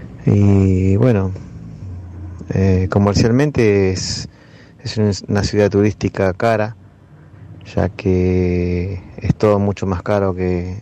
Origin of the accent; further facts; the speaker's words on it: Ushuaia, Tierra del Fuego, Argentina; soy nacido y criado acá en Ushuaia.